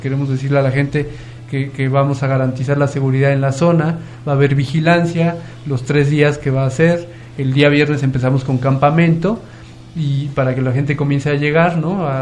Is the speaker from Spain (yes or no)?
no; Mexico City, Mexico; born there; now in Chalco, Mexico; nací en el DF, pero vivía desde hace casi 10 años en la región, en Chalco.